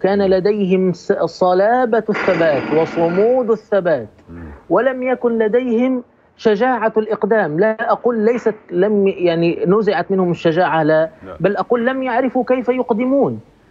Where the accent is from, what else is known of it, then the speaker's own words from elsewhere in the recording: Egypt; وأنا أقول هذا ليس باعتباري مصري،